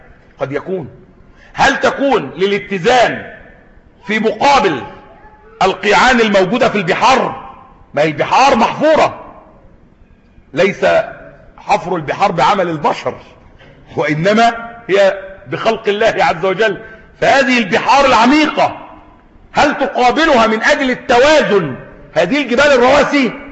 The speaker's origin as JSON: {"language": "Arabic", "country": "Egypt", "said": "عندنا في مصر هنا"}